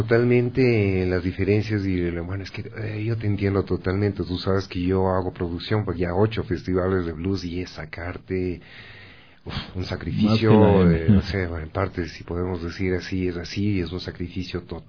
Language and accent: Spanish; Ecuador; nosotros como ecuatorianos también tenemos que hacer lo otro que tiene Ecuador